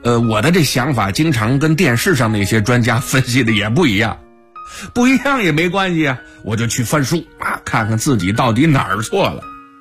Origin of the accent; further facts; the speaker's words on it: Shandong, China; 我们家是山东的，我们那块的考场呢设在泰安